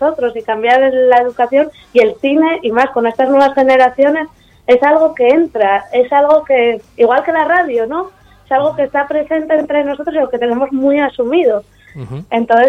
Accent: Arriondas, Asturias, Spain; Hombre, yo soy de Arriondas

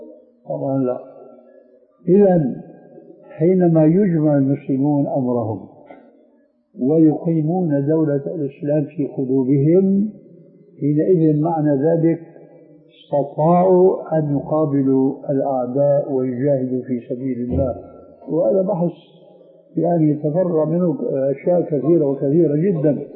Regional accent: Syria; لذلك العملية كما يقولون عندنا في الشام بدها زكاة

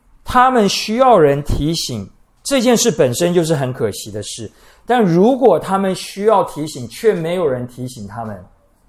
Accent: Taiwan; 我们台湾人出门不需要计划，哎，我们看情形，我们遇到事情，随机应变

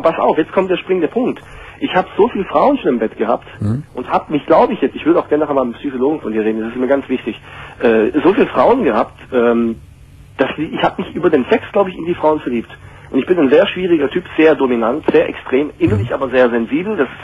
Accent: Hungary; Also, ich bin aus Ungarn, ich komme aus Ungarn.

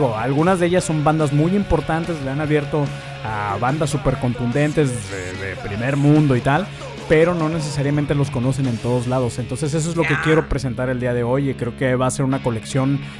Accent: Guadalajara, Jalisco, Mexico; como yo soy tapatío, el tapatío es el gentilicio de la gente de Guadalajara, México

